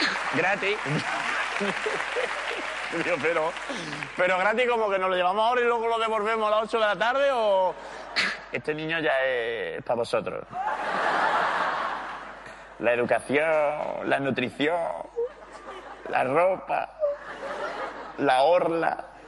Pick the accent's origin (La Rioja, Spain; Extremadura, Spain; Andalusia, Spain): Andalusia, Spain; Málaga; yo soy de Málaga y no se sabe, ¿no?